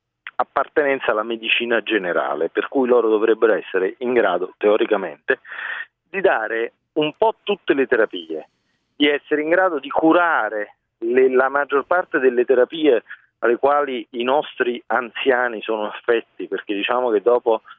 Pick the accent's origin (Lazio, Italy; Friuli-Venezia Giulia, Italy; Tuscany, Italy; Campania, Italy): Campania, Italy; Naples; Ho lavorato un po' in Piemonte, ho lavorato in Campania. Io sono originario di Napoli.